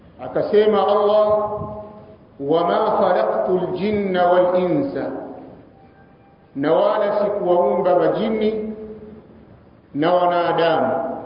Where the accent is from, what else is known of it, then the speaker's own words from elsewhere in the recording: Tabora, Tanzania; natokea Tabora ni msimamizi wa markazi Ahli Sunna wal Jamaa katika mji wa Tabora.